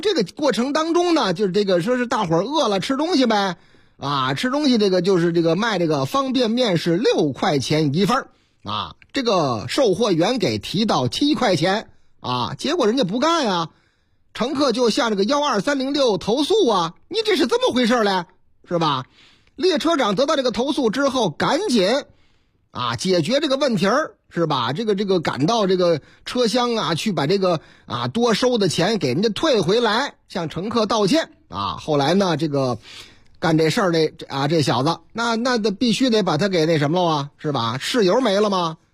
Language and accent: Chinese; Chengdu, Sichuan, China; 我就是成都人哦，啊，这是我的老家嘛。